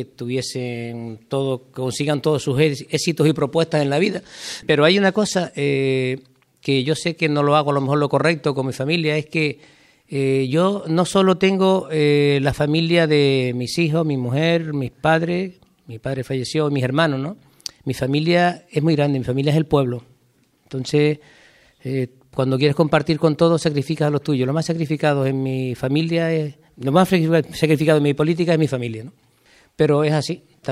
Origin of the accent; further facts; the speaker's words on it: Teguise, Canary Islands, Spain; born there; yo nací en Teguise, vine a este pueblo y con 14 años